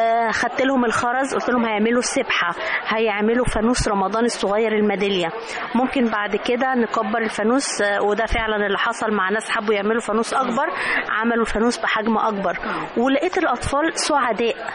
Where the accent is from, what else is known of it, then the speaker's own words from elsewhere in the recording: Egypt; فده اللي أنا نفسي إن يكون عندنا في مصر هنا بصراحة.